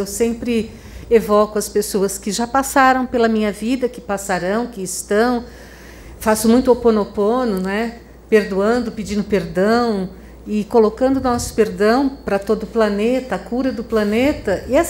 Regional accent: Franca, São Paulo, Brazil; Eu sou de Franca, São Paulo.

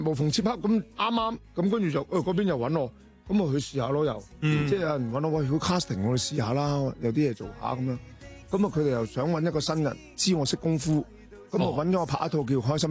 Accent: Macau; 即係我16號就會喺澳門做，即係今次翻我家鄉就做一場

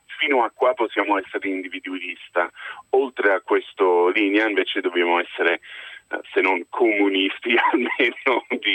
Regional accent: United States; now in Italy; Pur essendo americano, mi trovo molto bene, anzi a questo punto mi sento molto italiano dopo 15 anni qui.

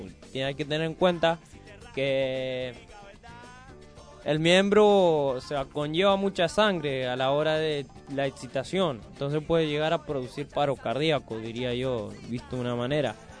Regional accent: Puerto Rico; no solo de ahí de mi caserío, de todo lo que es mi pueblo por allá en Puerto Rico

